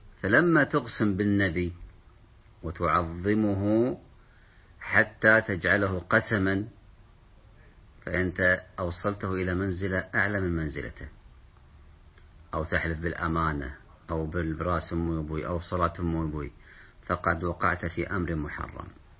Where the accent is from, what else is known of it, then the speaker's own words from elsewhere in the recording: Kuwait; أو عندنا في الكويت ذمتك، هذه مشهورة، بذمتك